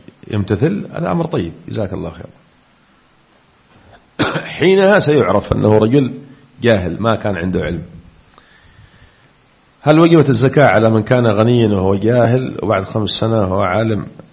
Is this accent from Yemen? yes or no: yes; Aden, Yemen; وقد أثيرت مسألة عندنا في عدن في بعض المناطق